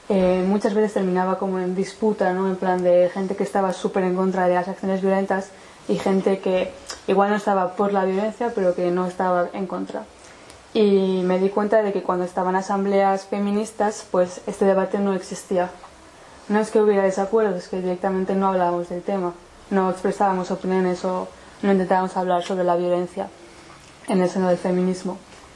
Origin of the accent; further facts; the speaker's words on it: San Sebastián, Basque Country, Spain; now in Paris, France; Yo soy de Donosti, pero llevo viviendo 5 años en París